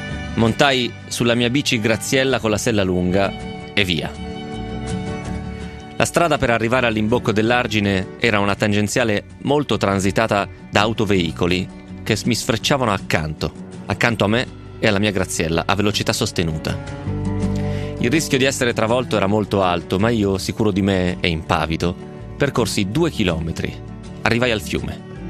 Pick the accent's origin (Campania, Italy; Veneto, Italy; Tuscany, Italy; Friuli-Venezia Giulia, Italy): Tuscany, Italy; Agliana; Ad Agliana, il mio paese, scorre un fiume di nome Brana, dove 30 anni fa si pescavano i granocchi, come si dice in Toscana.